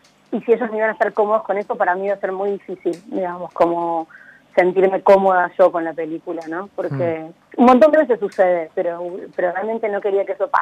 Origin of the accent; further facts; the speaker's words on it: Córdoba, Argentina; now in Buenos Aires, Argentina; soy de Córdoba, pero claro. Estoy viviendo en Buenos Aires.